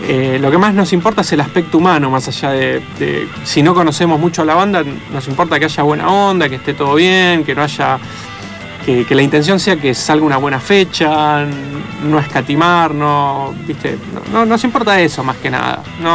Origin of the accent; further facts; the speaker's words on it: Avellaneda, Buenos Aires Province, Argentina; Y nosotros somos de Avellaneda, además. Nos queda relativamente cerca.